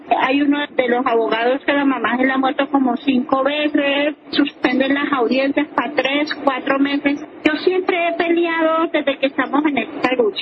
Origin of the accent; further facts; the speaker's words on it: Chiquinquirá, Boyacá, Colombia; a una emisora en Chiquinquirá, que es donde nosotros nacimos, somos oriundos de Chiquinquirá, Boyacá